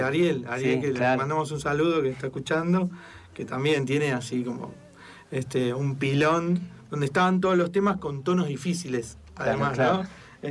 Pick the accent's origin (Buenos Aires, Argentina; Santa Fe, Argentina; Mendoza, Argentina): Buenos Aires, Argentina; yo soy absolutamente porteño. De los 12 años fui a un colegio en el centro, solo me tomaba el subte. Siempre me gustó la ciudad